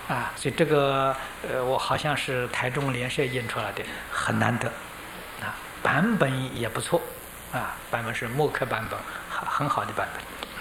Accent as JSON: {"language": "Chinese", "country": "China", "said": "这个80岁是我们中国人说的虚岁"}